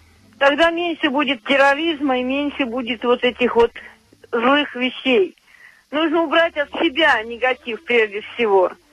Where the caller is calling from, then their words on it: Serpukhov, Moscow Oblast, Russia; Я из Серпухова.